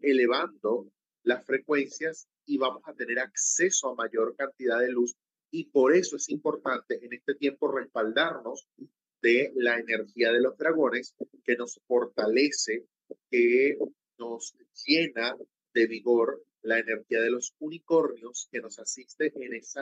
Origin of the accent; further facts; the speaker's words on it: Venezuela; Imagínate un entramado en el juego en mi país, Venezuela.